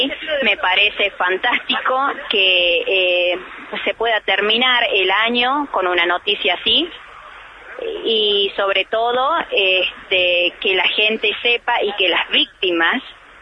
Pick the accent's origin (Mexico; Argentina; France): Argentina; vos sabés cómo somos los argentinos